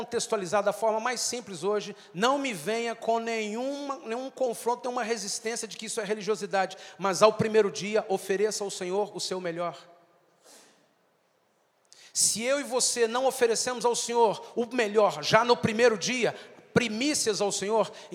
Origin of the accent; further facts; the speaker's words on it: Brazil; Nós, como brasileiros, nós temos uma cultura que foi semeada desde os primeiros colonizadores do Brasil